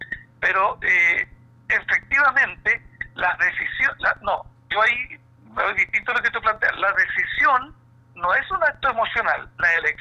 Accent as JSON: {"language": "Spanish", "town": "Puente Alto", "region": "Santiago Metropolitan Region", "country": "Chile", "tie": "born or raised there", "said": "nacido y criado en Puente Alto"}